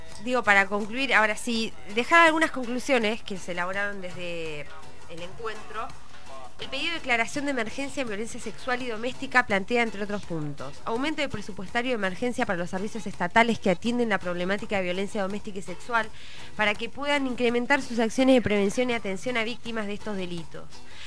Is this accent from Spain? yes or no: no; Chaco, Argentina; Yo soy de Chaco y quiero a mi provincia que también la respeten.